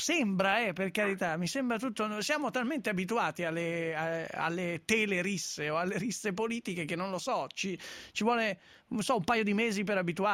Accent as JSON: {"language": "Italian", "town": "Milan", "region": "Lombardy", "country": "Italy", "said": "Io, va bene, sono di Milano, ma faccio il sindaco."}